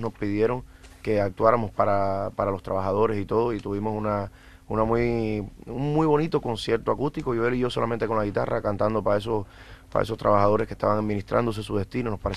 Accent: Guantánamo, Cuba; Nosotros somos de Guantánamo, que es la ciudad más oriental de Cuba, una provincia más conocida lamentablemente por la base naval de Guantánamo que por la ciudad de 500.000 habitantes que tiene al lado

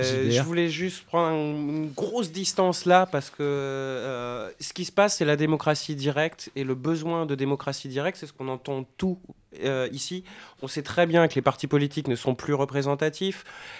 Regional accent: France; En plus, on est français, donc on a tendance à être à prendre beaucoup de choses là-dessus

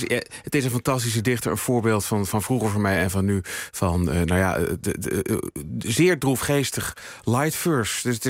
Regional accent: Utrecht, Netherlands; Nee, weet je, ik kom uit Utrecht.

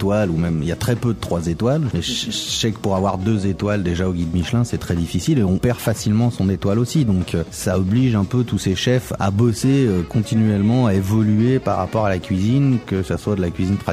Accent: Lyon, Auvergne-Rhône-Alpes, France; je suis un Gaune, comme on dit, je suis un lyonnais d'origine, né à Lyon.

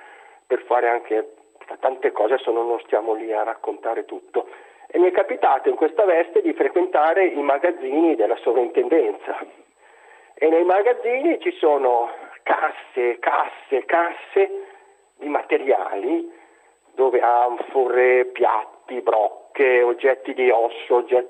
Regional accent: Ravenna, Emilia-Romagna, Italy; Buonasera, veramente non è da Como, comunque sono da Ravenna, ieri ero a Como in vacanza.

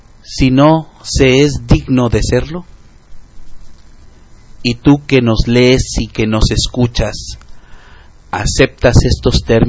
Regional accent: Mexico; nos urge hacer como mexicanos.

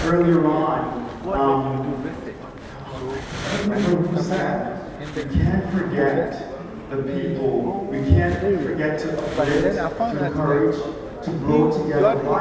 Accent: Jamaica; now in United States; Just briefly about me, I was from Jamaica and got those things when I was 18, 19.

